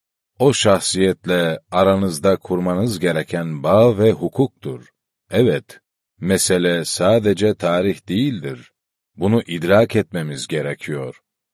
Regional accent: Horasan, Erzurum, Turkey; Ben Erzurum Horasanlıyım. Yetiştiğimiz zemin, peygamber sevgisinin, peygamber aşkının çokça konuşulduğu bir zemindi.

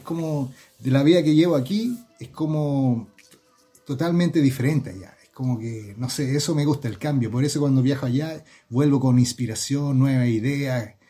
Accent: Chile; born there; Yo nací en Chile y llegué a los 3 años.

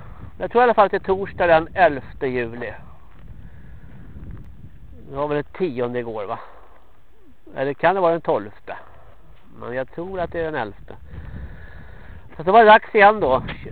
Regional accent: Stockholm, Stockholm County, Sweden; accent: Standard Swedish; Jag är ju en stockholmare. Men jag bor i alla fall bosatt i Dalarna. Men jag är absolut inte någon dalmas ursprungligen. Och jag är alltså från Stockholm. Talar i rikssvenska.

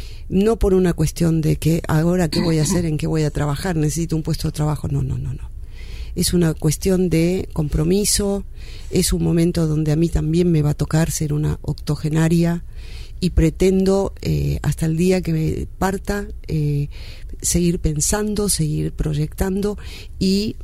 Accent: Argentina; soy locutora nacional argentina.

